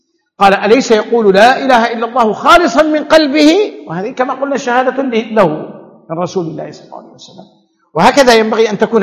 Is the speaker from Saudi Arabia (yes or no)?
yes; Saudi Arabia; لكن انت تعودت عندنا في السعوديه